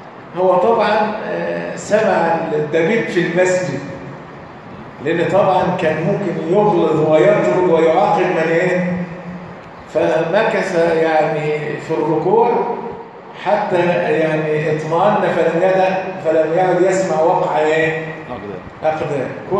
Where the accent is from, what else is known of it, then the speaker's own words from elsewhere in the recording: Egypt; واحنا عندنا كمصريين يبدا يتنحنح يدبدب في الارض